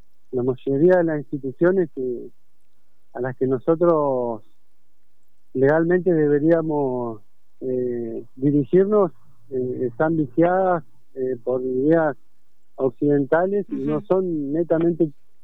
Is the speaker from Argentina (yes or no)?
yes; Río Gallegos, Santa Cruz, Argentina; born there